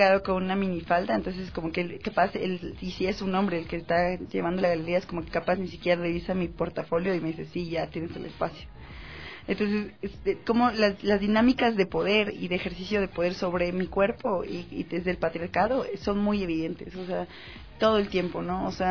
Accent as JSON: {"language": "Spanish", "country": "Mexico", "said": "Plática es igual a conversar, que yo soy mexicana y ya decimos platicar en lugar de conversa."}